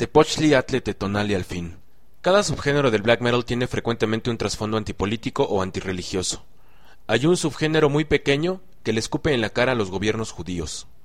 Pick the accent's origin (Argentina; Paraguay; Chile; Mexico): Mexico; Nosotros como mexicanos jamás llegaremos a entender al 100% el conflicto árabe-israelí, debido a que nuestra herencia no es ni árabe ni judía.